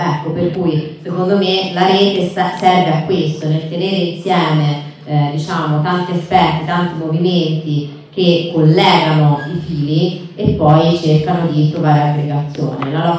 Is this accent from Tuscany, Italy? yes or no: yes; Pisa, Tuscany, Italy; Io vengo da Pisa, nella mia città stanno spendendo 520 milioni di euro per una nuova base militare in un parco naturale.